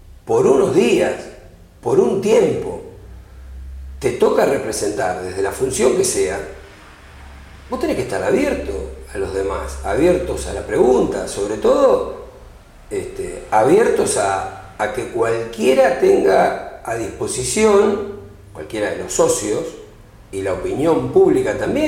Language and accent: Spanish; Cañuelas, Buenos Aires Province, Argentina; yo tengo 60 años vividos en Cañuelas, pues yo nací y estoy acá en Cañuelas desde esa fecha.